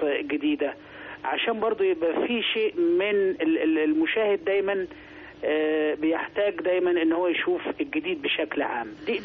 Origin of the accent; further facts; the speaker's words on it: Sharqia Governorate, Egypt; لا انا حضرتك انا في الاصل قروي.